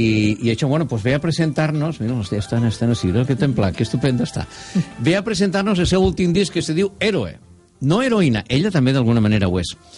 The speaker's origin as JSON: {"language": "Catalan", "region": "Valencian Community", "country": "Spain", "said": "Nosaltres que som valencians, espanyols"}